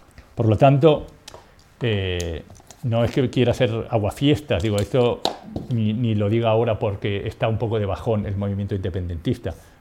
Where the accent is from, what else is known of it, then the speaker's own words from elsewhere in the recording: Uruguay; born there; incluso, como te dije, nací en Uruguay